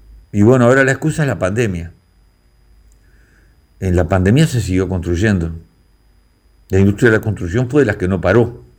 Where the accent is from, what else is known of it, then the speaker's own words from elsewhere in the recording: Uruguay; Sentimos que nos siguen tomando el pelo como pueblo uruguayo.